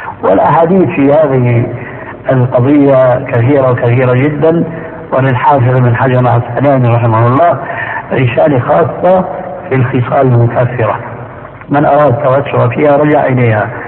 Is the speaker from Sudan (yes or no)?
no; Syria; وكما يقول عندنا في سوريا نحط رجلينا بماء بارد